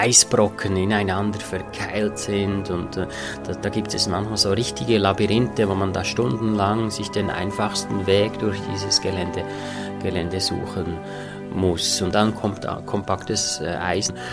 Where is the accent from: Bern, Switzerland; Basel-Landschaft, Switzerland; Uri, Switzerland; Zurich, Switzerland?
Bern, Switzerland; Interlaken; Und dann bin ich eigentlich natürlich prädestiniert durch den Ort, wo ich aufgewachsen bin. Interlaken liegt mitten im Zentrum der Schweizer Alpen